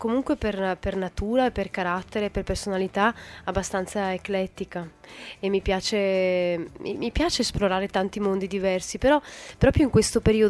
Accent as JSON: {"language": "Italian", "region": "Sicily", "country": "Italy", "tie": "born there", "said": "Sono nata in Sicilia e sento di appartenere un po' anche alla Sicilia, no? Però non mi sono mai identificata davvero con un luogo."}